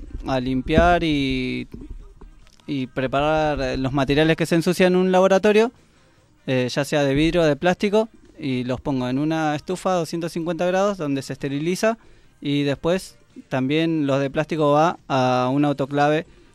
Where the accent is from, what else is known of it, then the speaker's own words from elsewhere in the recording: Argentina; nunca me sacaron de acá de Argentina